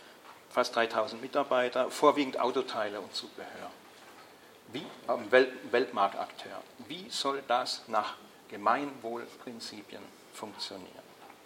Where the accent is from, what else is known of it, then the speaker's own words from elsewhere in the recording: Baden-Württemberg, Germany; ich komme aus Baden-Württemberg, es gibt in Baden-Württemberg sozusagen ein höchstes Gesetz